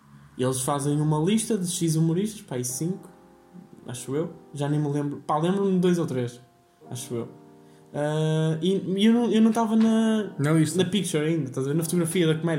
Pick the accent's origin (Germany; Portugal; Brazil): Portugal; Vila Nova de Gaia, Porto; Mas tenho uma data em Gaia, e eu fiz, eu sou de Gaia, ainda melhor.